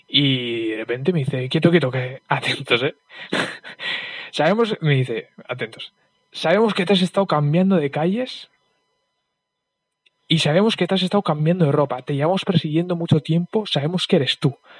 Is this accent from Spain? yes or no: yes; Basque Country, Spain; Yo soy del País Vasco y, bueno, pues aquí la policía, digamos que es la policía de aquí